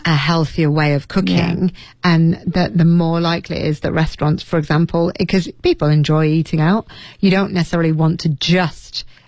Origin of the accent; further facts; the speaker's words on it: United States; I'm very American.